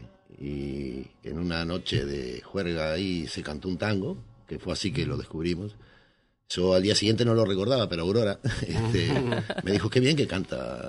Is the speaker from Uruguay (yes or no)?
yes; Montevideo, Uruguay; moved away as an adult; now in Spain; yo vengo de Montevideo, entonces el tema del tango para mí es como desde la cuna lo llevo, y aquí en España llevo 8 años